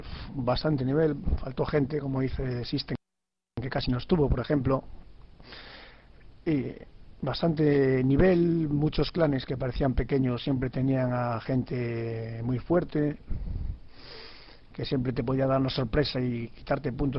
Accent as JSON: {"language": "Spanish", "town": "Pontevedra", "region": "Galicia", "country": "Spain", "said": "Yo, que soy de Pontevedra."}